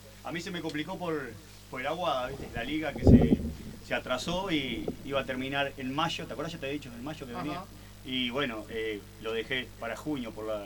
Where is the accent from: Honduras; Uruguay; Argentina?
Uruguay; Montevideo; Vengo de Montevideo, Aguada, precisamente del barrio de la Aguada, ahí, al lado Canal 12.